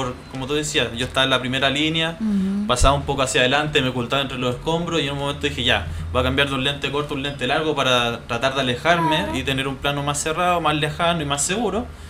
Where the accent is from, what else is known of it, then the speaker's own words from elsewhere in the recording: Puente Alto, Santiago Metropolitan Region, Chile; Yo soy hijo de Puente, o soy de acá